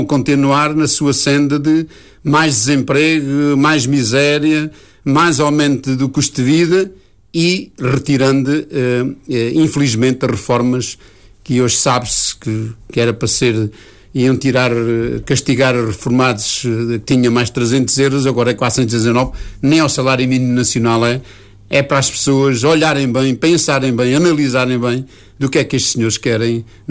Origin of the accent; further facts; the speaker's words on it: Nazaré, Leiria, Portugal; Portanto, eu candidato para Nazaré, porque é a minha terra, sempre olhei com muita atenção o que se passava na minha terra